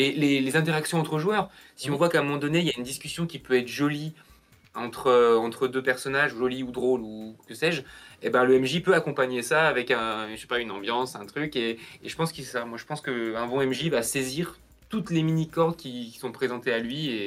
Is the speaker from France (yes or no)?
yes; Lyon, Auvergne-Rhône-Alpes, France; on est lyonnais, donc il y a l'Octogone à Lyon